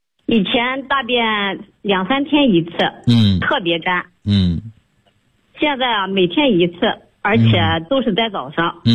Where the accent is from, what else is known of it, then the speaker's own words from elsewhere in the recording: Weifang, Shandong, China; 我是一名来自山东的潍坊的学员